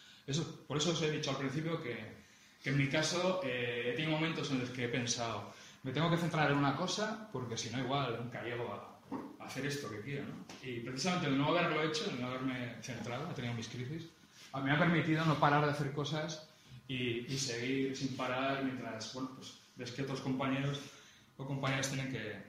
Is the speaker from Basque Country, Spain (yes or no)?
yes; Bilbao, Basque Country, Spain; Yo soy de Bilbao, pero no lo he dicho.